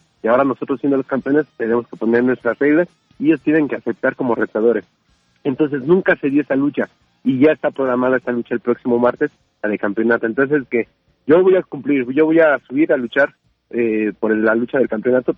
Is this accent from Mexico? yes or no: yes; Atlixco, Puebla, Mexico; yo vengo de Atlixco, Puebla, la ciudad más bella del mundo.